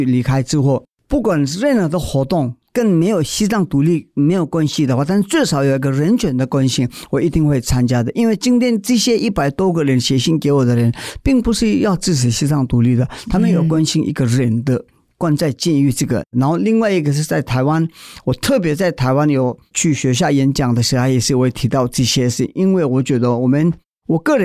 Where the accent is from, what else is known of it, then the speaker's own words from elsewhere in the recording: India; moved away as an adult; now in Taiwan; 在印度长大的，所有的我亲戚朋友我已经离开